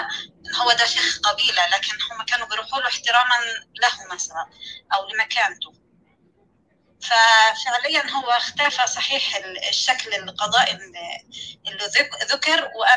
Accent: Sinai, Egypt; لأن أنا من سيناء، سيناء والأردن وفلسطين، لأن في ارتباط عضوي يعني بين القبائل.

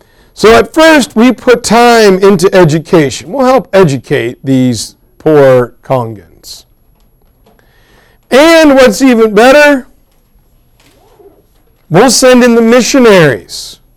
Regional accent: United States; Because I'm American.

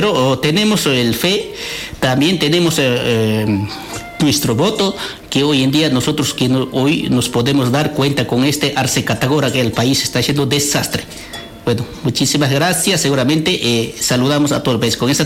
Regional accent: Bolivia; queremos pobreza en Bolivia, nosotros queremos trabajo. Todos los bolivianos, nosotros queremos vivir como un boliviano

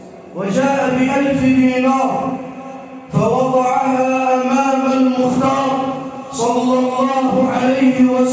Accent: Egypt; واجعل بلدنا مصر راحة للأمن والأمان والسلم والسلام

